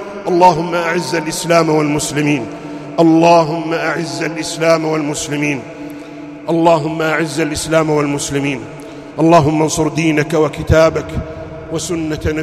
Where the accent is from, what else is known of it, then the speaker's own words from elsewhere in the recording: Saudi Arabia; أن يحفظ بلادنا المملكة العربية السعودية